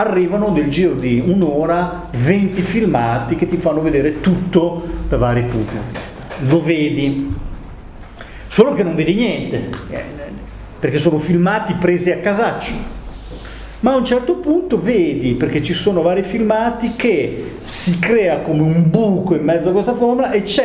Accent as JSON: {"language": "Italian", "town": "Modena", "region": "Emilia-Romagna", "country": "Italy", "said": "io sono modenese"}